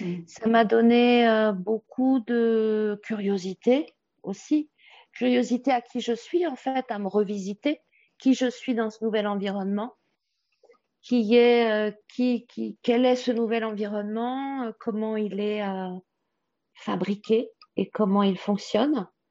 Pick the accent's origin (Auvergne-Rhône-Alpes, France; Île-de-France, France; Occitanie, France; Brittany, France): Île-de-France, France; now in Guadeloupe; je suis originaire de France, de région parisienne, où bah, j'étais chez moi, on va dire.